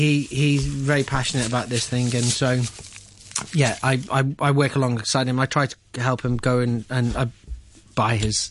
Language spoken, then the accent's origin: English; Liverpool, North West England, United Kingdom; I'm from Liverpool, so it's more of a cold, wet weather dish.